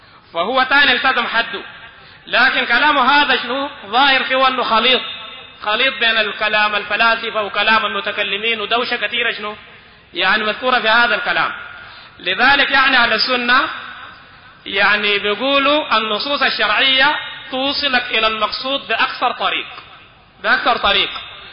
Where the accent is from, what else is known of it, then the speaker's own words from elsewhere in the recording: Sudan; عندنا في السودان